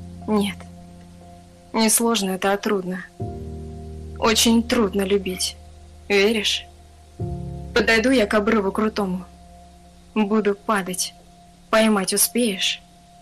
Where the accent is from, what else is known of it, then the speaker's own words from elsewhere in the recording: Ufa, Bashkortostan, Russia; Я с Уфы, да, я здесь родилась.